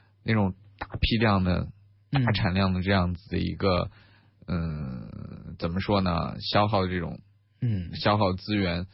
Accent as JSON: {"language": "Chinese", "country": "China", "said": "我们中国人按我们中国人的口味好吃的话，首先它要是甜的"}